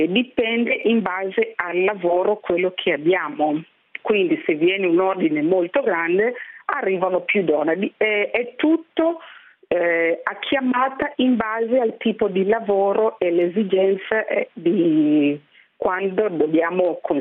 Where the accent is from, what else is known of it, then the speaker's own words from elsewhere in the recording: Kenya; dove io vengo dal Kenya, praticamente le donne del Kenya lavorano nel mio workshop